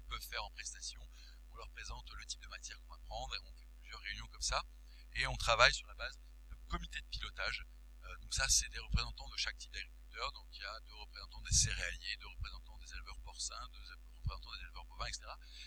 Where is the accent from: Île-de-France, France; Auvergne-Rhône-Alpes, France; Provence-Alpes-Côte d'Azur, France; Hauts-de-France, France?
Île-de-France, France; Paris; quand je suis parisien, et c'est un énorme défaut